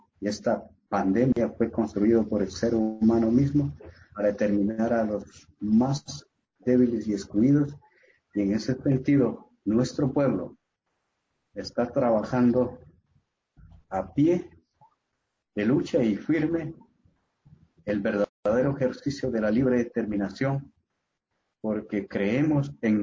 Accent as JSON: {"language": "Spanish", "country": "Ecuador", "said": "nos indigna como ecuatorianos, pero nosotros como pueblo indígena, como Sarayaku"}